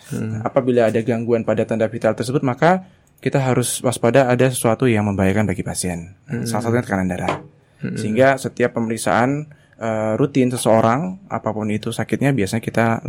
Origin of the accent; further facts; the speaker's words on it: Mempawah, West Kalimantan, Indonesia; now in Yogyakarta, Indonesia; Kalau saya asli dari Kalbar, Kabupaten Mempawa. Kebetulan di Jogja sedang ada kegiatan di sini, pelatihan selama 6 bulan. Dan sementara ini domisili di daerah Deresan.